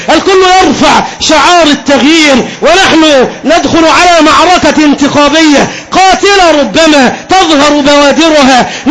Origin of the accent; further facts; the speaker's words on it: Egypt; كمسلم من المسلمين، كمصري من المصريين